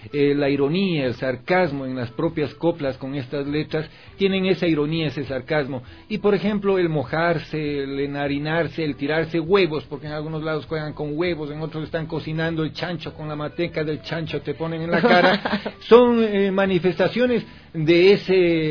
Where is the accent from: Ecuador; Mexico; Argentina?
Ecuador; Como ecuatorianos somos muy diversos.